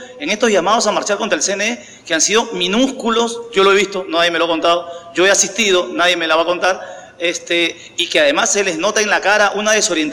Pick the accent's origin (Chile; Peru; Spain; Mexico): Peru; Mi presidente, si le puedo llamar mi presidente, que le quiere dar consejos a todo el mundo, no se acuerda que la constitución por la cual está regida el Perú